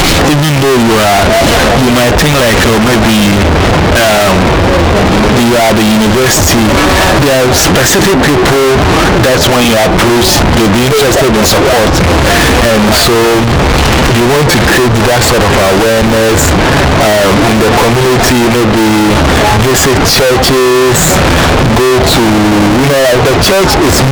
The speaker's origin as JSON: {"language": "English", "town": "Mankessim", "region": "Central Region", "country": "Ghana", "said": "like I'm from Mankasin."}